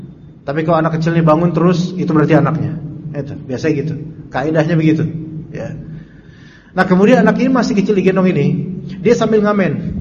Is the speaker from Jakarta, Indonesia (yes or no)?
yes; Jakarta, Indonesia; also born or lived in Salatiga; Naik bis mau pulang ke Jakarta ini karena kampung saya kan di sini.